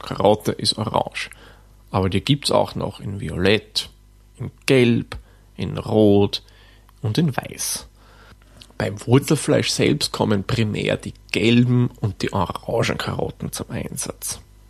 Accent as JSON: {"language": "German", "country": "Austria", "said": "Und bei uns in Österreich, wie gesagt, der Schopf."}